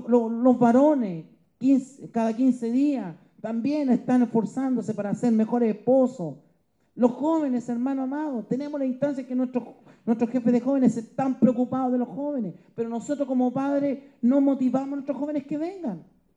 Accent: Antofagasta, Chile; born there; Me acuerdo que yo nací en Antofagasta

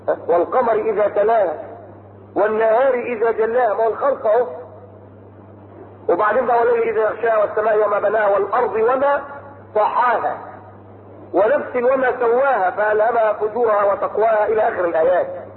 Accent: Egypt; في ناس مخابيل كانوا جايين هنا في القمر عند الاهرام في الجيزه عندنا في مصر

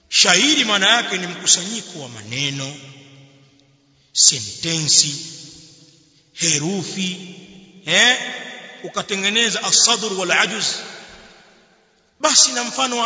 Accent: Kilimanjaro, Tanzania; sisi watu wengine watu wa bara useme kule kwetu uchagani tutamke heri

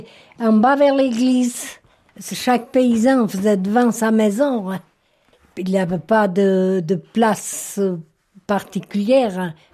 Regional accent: Chandon, Fribourg, Switzerland; born there; Je suis née dans un petit village de la commune de Lille qui s'appelle Chandon le 27 mai 1925.

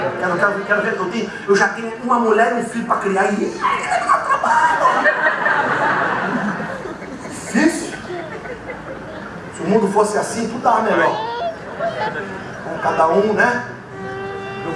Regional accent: São Gonçalo, Rio de Janeiro, Brazil; Eu aqui, de árvore inteira, que eu sou de São Gonçalo. Tinha muita árvore na minha época lá.

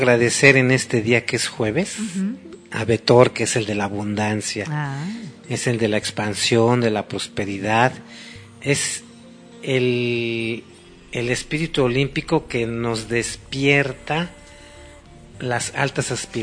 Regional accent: Mexico; porque todos somos mexicanos, todos necesitamos ayuda y todos nos lo merecemos.

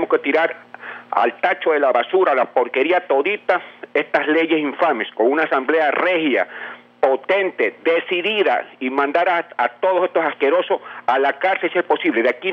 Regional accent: Ecuador; nosotros como ecuatorianos debemos darle punto final a esta peste que nos está carcomiendo los cimientos de la sociedad ecuatoriana

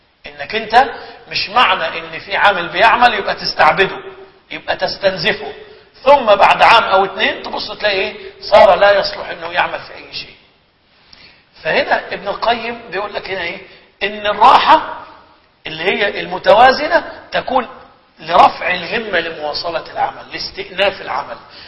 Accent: Egypt; فمثلا عندنا في مصر من أعلى الصناعات الموجودة صناعة السيراميك وصناعة السجاد

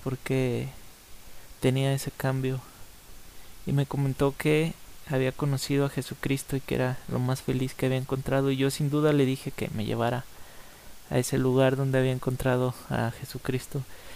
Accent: Guadalajara, Jalisco, Mexico; Guadalajara se encuentra en el estado de Jalisco de la República Mexicana. Y bueno, el gentilicio de los que somos de Guadalajara es tapatío. Soy tapatío o jalisquillo, como quieras decirme.

